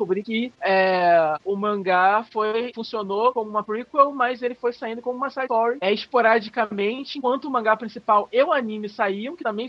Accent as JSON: {"language": "Portuguese", "country": "Brazil", "said": "Eu gostei muito de Sailor Moon quando eu assisti a primeira vez, quando eu era pequeno, passando na Manchete. Eu era muito fã, assim como todo outro brasileiro, né?"}